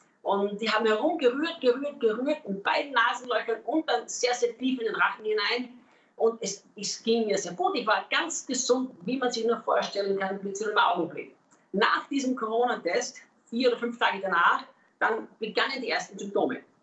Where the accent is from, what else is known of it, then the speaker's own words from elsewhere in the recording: Austria; now in Brazil; Als Österreicher schlägt mein Herz ja für die deutschsprachige Welt. Und ich lebe ja nicht in Brasilien, weil irgendwann das mal meine Idee war, sondern weil Gott uns ganz klar hier in dieses Land gerufen hat.